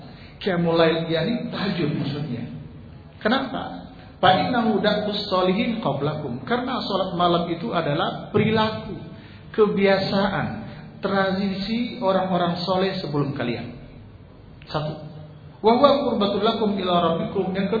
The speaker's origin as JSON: {"language": "Indonesian", "region": "Sumatra", "country": "Indonesia", "said": "kami orang Sumatera kan enggak punya kiai, Pak."}